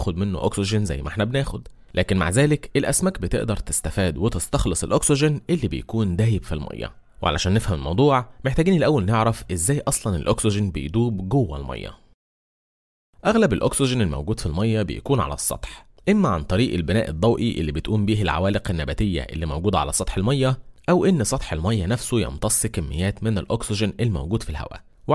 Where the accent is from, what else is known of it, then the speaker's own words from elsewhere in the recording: Egypt; واللي بنسميها عندنا في مصر القرموط